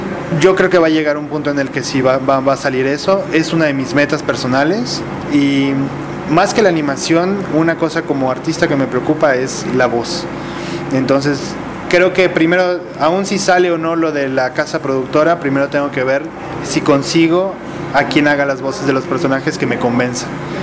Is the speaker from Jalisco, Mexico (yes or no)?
no; Mérida, Yucatán, Mexico; Yo soy de Mérida, entonces era importante para mí tenerlo por allá.